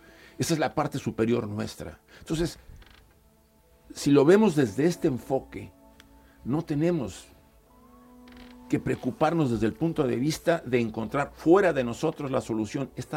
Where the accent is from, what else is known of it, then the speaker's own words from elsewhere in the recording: Mexico; now in Spain; Yo, por ejemplo, vine de México hace bastantes años. Llevo viviendo acá casi más de 15 años, yo creo que más, o hasta 20